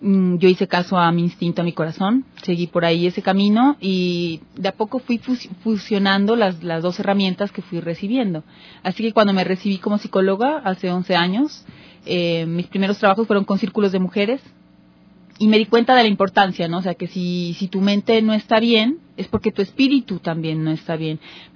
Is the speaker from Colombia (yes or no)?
yes; Colombia; Yo soy una psicóloga colombiana, tengo 43 años, soy madre de dos niños.